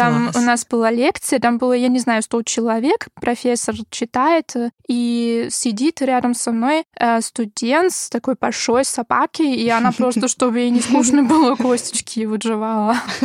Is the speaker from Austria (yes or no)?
yes; Graz, Styria, Austria; я из Граца, ну, этот город, это второй по величине в Австрии.